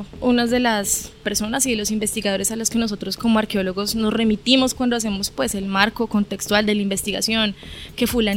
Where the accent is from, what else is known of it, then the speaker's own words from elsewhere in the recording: Bogotá, Colombia; now in Dabeiba, Colombia; Pues yo no soy de acá, soy de Bogotá, pero vivo aquí en Dabeiba